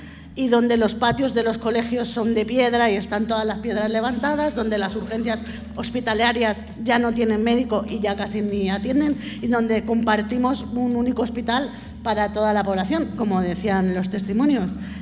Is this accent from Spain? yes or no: yes; Leganés, Community of Madrid, Spain; yo es que soy de Zarza Quemada